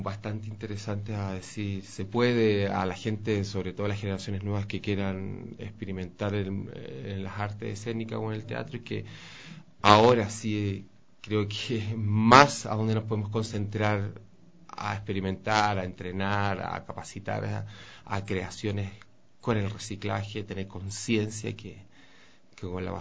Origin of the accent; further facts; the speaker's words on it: Chile; Es que yo de nacionalidad soy chileno